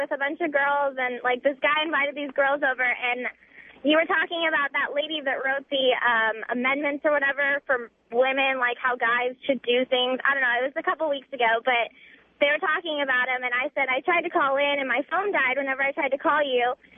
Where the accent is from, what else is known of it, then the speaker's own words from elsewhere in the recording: California, United States; Where am I from? California. Somewhere that you're not.